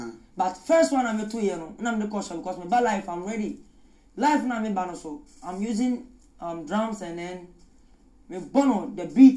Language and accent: English; Ghana; I don't know anything about it, and I'm a Ghanaian.